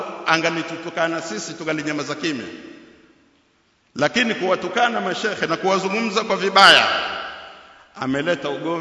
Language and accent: Swahili; Zanzibar, Tanzania; Sisi tumezaliwa Zanzibar, tumesoma Zanzibar, tunajua zaidi.